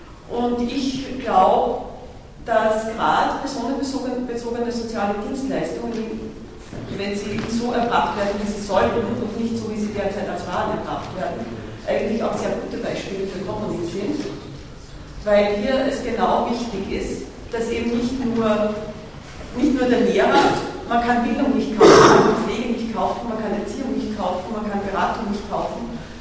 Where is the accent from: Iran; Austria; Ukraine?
Austria; Graz, Styria; Ich komme aus Graz